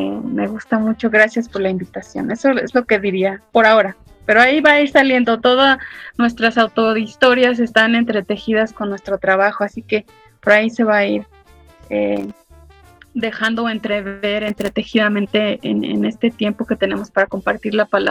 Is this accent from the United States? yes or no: yes; Los Angeles, California, United States; also born or lived in Guadalajara, Mexico; nací en Guadalajara, crecí en Los Ángeles, California, y he estado entre Los Ángeles y la Ciudad de México ya por mucho tiempo.